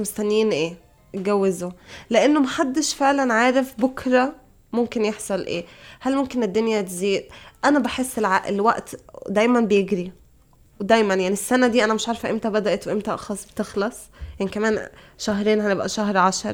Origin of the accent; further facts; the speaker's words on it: Egypt; بعدين طبعا إحنا عندنا في مصر الفرحة والإشهار